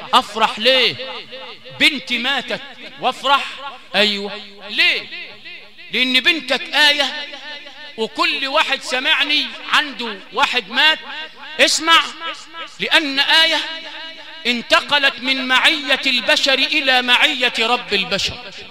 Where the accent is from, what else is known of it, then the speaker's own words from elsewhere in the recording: Sharqia Governorate, Egypt; عندنا في الشرقية علشان قرى امي بتقول لي الصبر علقم